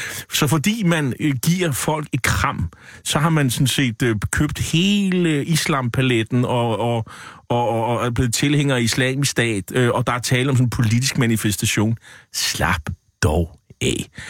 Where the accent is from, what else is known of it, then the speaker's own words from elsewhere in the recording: Nexø, Capital Region of Denmark, Denmark; Det er jo min gamle hjemby over på Bornholm.